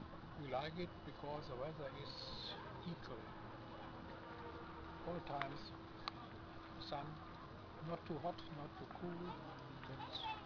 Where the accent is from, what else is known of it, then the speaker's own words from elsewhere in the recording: Germany; English is a second language; From Germany.